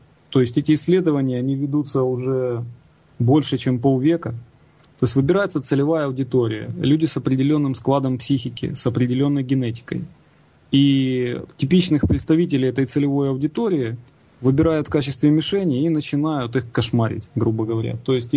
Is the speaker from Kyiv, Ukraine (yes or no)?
yes; Kyiv, Ukraine; Сам я из Киева, если кто не знает.